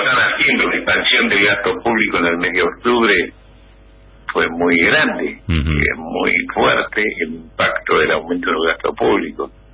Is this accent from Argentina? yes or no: yes; Buenos Aires Province, Argentina; Yo soy bonaerense